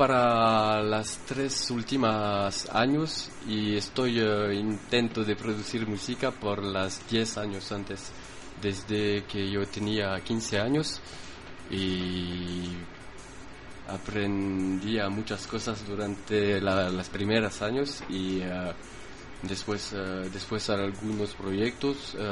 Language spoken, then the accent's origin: Spanish; Saint-Étienne, Auvergne-Rhône-Alpes, France; Spanish is a second language; Mi ciudad se llama Saint-Étienne, es al lado de Lyon